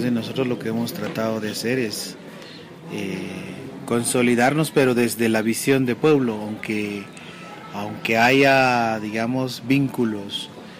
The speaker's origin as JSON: {"language": "Spanish", "country": "Guatemala", "said": "Yo vengo de Guatemala, del Consejo de Pueblos Mayas de Guatemala."}